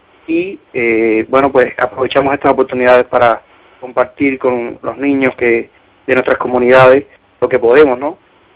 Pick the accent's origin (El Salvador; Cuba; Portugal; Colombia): Cuba; now in United States; porque era nuestro regreso a una Cuba diferente, suponíamos, a la que habíamos salido.